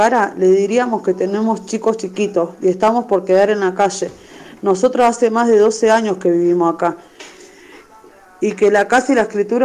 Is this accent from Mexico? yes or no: no; Rosario, Santa Fe, Argentina; soy de Rosario, barrio República de La Sexta. Soy ama de casa, tengo un nene de 3 años. Yo vivo en el barrio desde chiquita.